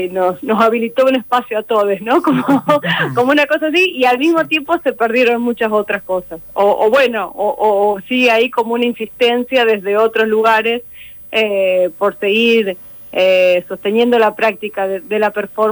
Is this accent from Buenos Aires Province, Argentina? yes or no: yes; Pergamino, Buenos Aires Province, Argentina; yo soy de Pergamino, y como ahí que maíz, ahí, digamos, me crié a media cuadra de campo